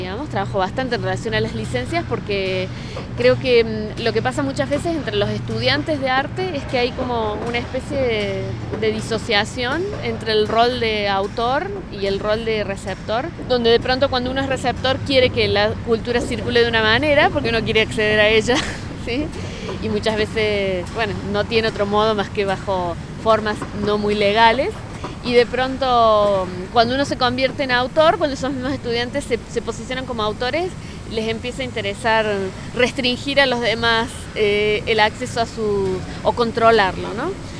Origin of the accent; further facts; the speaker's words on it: Córdoba, Argentina; yo vengo de Córdoba, Argentina.